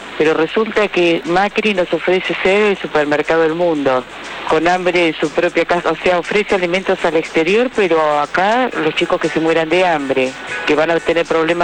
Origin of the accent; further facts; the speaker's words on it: Palermo, Buenos Aires, Argentina; soy de Palermo